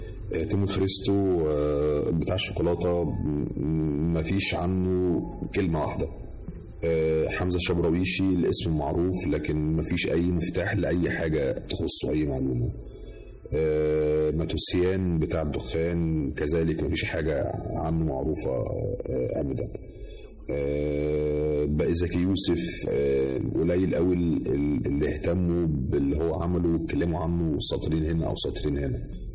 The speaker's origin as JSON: {"language": "Arabic", "country": "Egypt", "said": "في تفاصيل شخصية في حياتي أنا كمصري جزء من شخصيتي"}